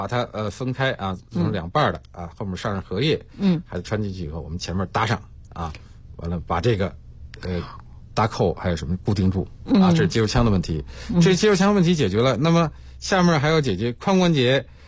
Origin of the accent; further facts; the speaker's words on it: China; 我们中国人